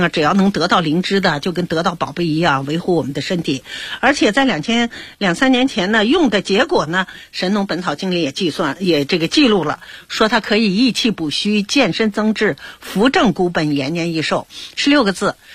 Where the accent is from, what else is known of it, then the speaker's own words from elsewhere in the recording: Beijing, China; 这也是啊我们北京人啊一般都口味比较重